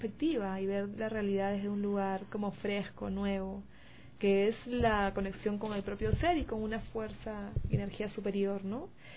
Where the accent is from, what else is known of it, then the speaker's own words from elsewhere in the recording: Lima, Peru; Vengo de Perú, de Lima